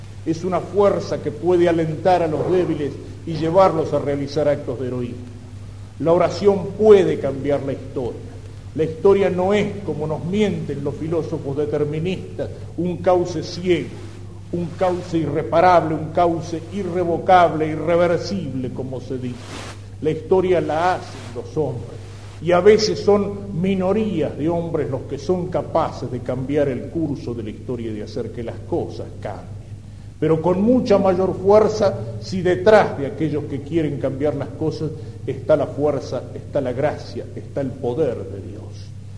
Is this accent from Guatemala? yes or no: no; Argentina; el hacernos tomar conciencia de nuestra responsabilidad como argentinos